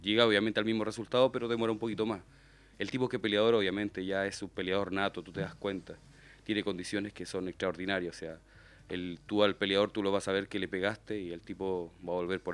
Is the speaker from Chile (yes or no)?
yes; Chile; porque yo soy chileno y pasa esto en mi país